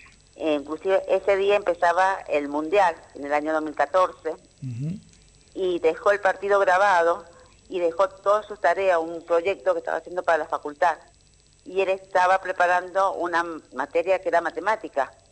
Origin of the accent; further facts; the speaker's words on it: San Luis, Argentina; Él vivía acá en San Luis, con nosotros somos de San Luis